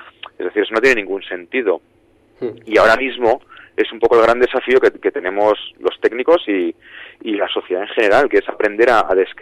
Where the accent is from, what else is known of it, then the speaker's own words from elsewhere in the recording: Madrid, Community of Madrid, Spain; todos los que estamos somos de Madrid y es lo que conocemos